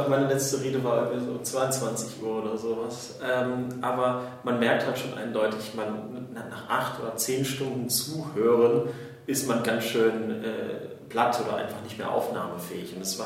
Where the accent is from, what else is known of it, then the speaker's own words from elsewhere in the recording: Neuss, North Rhine-Westphalia, Germany; Ich bin auch einer der 20 Piraten im Landtag. Ich komme eigentlich aus Neuss